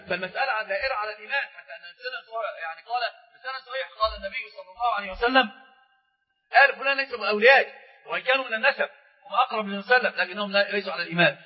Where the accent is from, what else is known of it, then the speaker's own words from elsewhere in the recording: Egypt; وهذا هو عندنا في مصر في مثل مشهور جدا